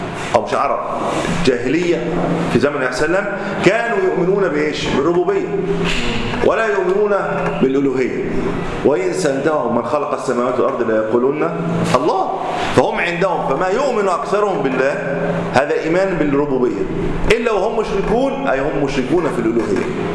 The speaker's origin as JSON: {"language": "Arabic", "country": "Egypt", "said": "وهذه الطامة الكبرى التي نقع فيها ليلا نهار وذات عندنا في مصر"}